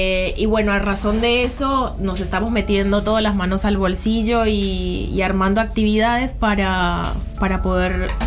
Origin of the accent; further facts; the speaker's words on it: Colombia; now in Argentina; Y yo soy colombiana.